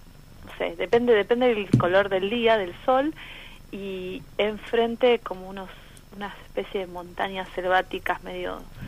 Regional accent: Buenos Aires Province, Argentina; Yo me crié en Buenos Aires, en el conurbano, pero bueno, toda mi familia es del litoral, toda, Entonces siempre era estar acá durante la época de clases, después irse todo el verano para allá

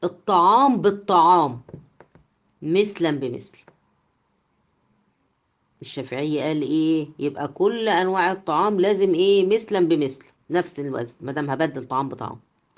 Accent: Egypt; طبعا دي يعني يمكن مش منتشرة عندنا في مصر

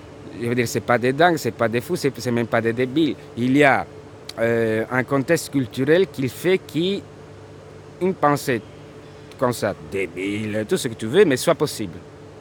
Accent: Calabria, Italy; French is a second language; moved away as an adult; also born or lived in Rome; Je suis né en Calabre, j'ai vécu en Calabre. Puis j'étais à Rome, j'ai vécu à Rome 10 ans, mais à Rome, j'étais toujours les Calabrais.

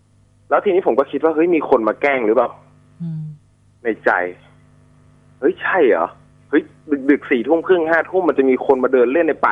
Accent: Loei, Thailand; ก็ผมเป็นคนจังหวัดเลยครับ

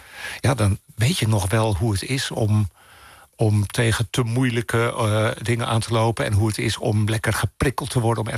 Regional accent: Maarssen, Utrecht, Netherlands; ik hoor dat het niet de kerk van Maarsen is waar ik ben opgegroeid.

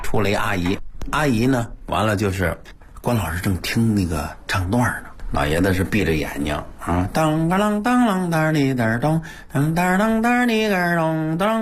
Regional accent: Beijing, China; 我从小在北京土生土长啊

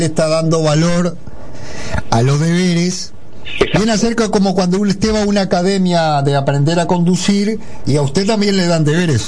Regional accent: Paysandú, Uruguay; Yo era sanducero y Luis era montevideano

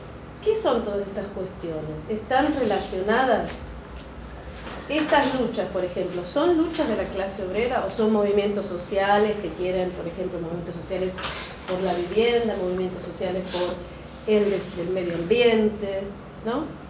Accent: Buenos Aires, Argentina; now in England, United Kingdom; Como podrán escuchar, yo soy de Buenos Aires, así que para mí es un placer estar acá. Vivo en Inglaterra.

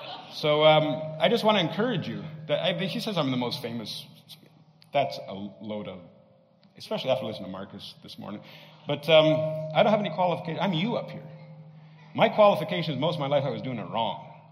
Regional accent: Canada; because I can't sell anything, I'm Canadian.

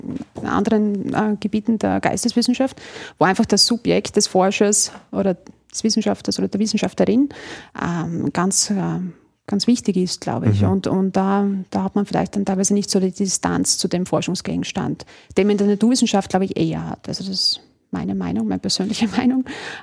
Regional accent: Deutschlandsberg, Styria, Austria; Ich komme ja aus der Steiermark, in Deutschlandsberg.

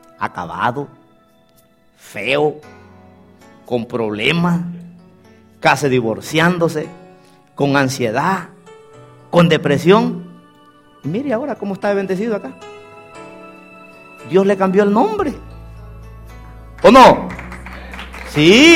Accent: Guatemala; nací un 14 de enero. El siguiente día era el día de Esquipula, un santo negro que tienen allá en mi país, que es de Guatemala.

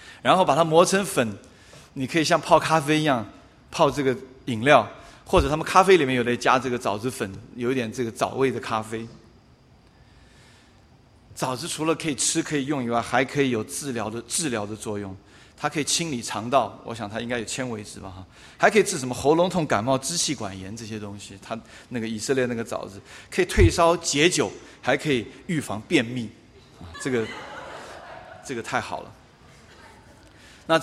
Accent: China; 不要想到我们中国人讲的那个塔玛哈

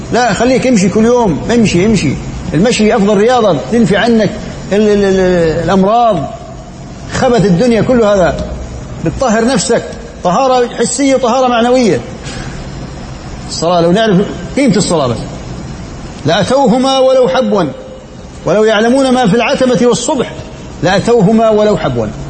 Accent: Jordan; 10 دنانير يعني عندنا في الأردن حوالي بجوز 25,000 تقريبا

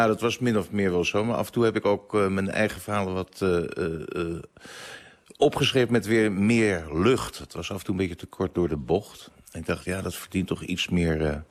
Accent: Amsterdam, North Holland, Netherlands; ik kom uit Amsterdam-Zuid en het was natuurlijk, maar dat was voor mij een.

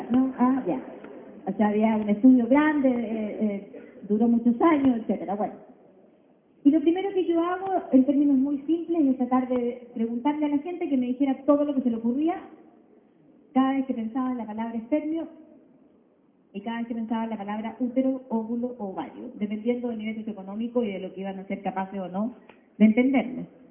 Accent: Chile; como chileno que teníamos que sacar la losa guardada

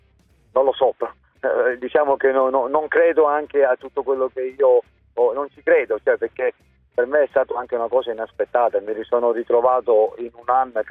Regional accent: Palermo, Sicily, Italy; essendo anche siciliano e palermitano, ovunque andavo la prima cosa che dicevano: mafioso.

